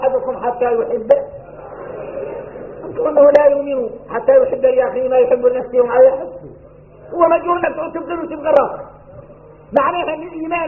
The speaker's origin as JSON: {"language": "Arabic", "country": "Mauritania", "said": "احنا موريتاني مفتوح لنا في العلم"}